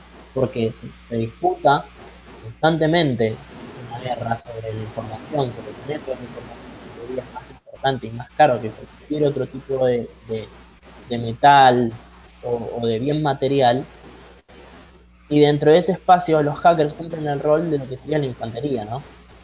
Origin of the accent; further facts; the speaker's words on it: Argentina; a mí como ciudadano argentino me deja muy inquieto y me genera cierto rechazo